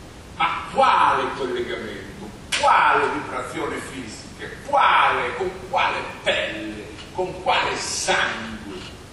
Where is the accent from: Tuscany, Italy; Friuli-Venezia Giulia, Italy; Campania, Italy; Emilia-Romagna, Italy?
Emilia-Romagna, Italy; Vedere che la Romagna, la mia terra, che nego che sia la mia terra